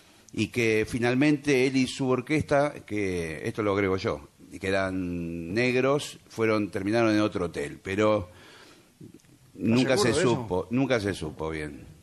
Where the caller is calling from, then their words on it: González Catán, Buenos Aires Province, Argentina; de González Catán.